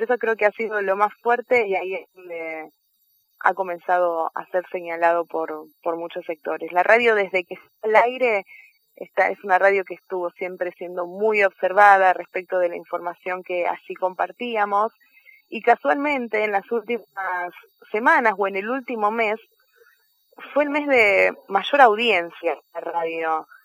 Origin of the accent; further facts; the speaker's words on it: Buenos Aires, Argentina; de hecho yo vengo de Buenos Aires